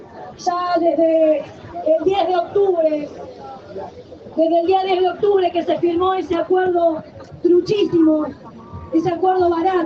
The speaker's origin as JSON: {"language": "Spanish", "country": "Argentina", "said": "Como pueblo argentino exigimos la ruptura de relaciones de Argentina con Israel."}